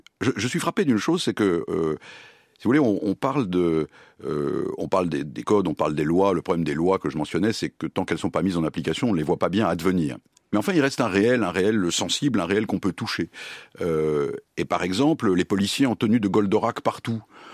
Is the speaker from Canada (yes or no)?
no; France; ce qui nous caractérise fondamentalement en tant que Français, en tant qu'Européens et en tant qu'Occidentaux